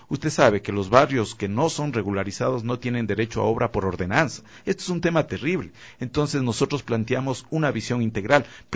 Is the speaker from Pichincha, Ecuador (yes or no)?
yes; Quito, Pichincha, Ecuador; el orgullo quiteño, el creer que nosotros somos una ciudad caótica y no podemos como quiteños sacarla adelante